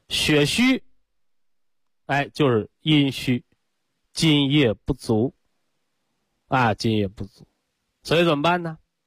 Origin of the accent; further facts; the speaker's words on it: China; 我们中国人讲啊